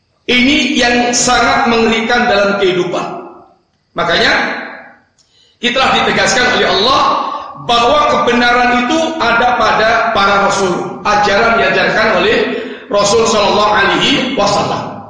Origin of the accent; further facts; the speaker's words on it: Java, Indonesia; Kita orang Jawa yang ambil yang cocok-cocok saja, yang dengan selera Jawa, yang gak cocok dengan Jawa gak usah diambil.